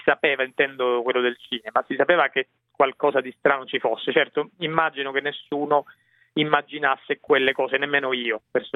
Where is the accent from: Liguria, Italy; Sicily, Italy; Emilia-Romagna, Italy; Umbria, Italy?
Sicily, Italy; Catania; io che non sono cresciuto a Roma ma a Catania